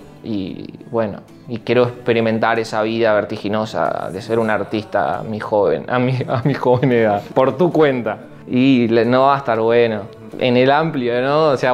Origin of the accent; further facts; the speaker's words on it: Maldonado, Uruguay; moved away as an adult; de mis 17, 18 aproximadamente, ahí se instaló ya mi familia. Ahora toda mi familia vive ahí, en Maldonado. Y yo me fui al 20, creo, que o 19, 20, por ahí creo que me fui de Maldonado, me fui a vivir a Buenos Aires. Me fui 2 años a Buenos Aires a vivir.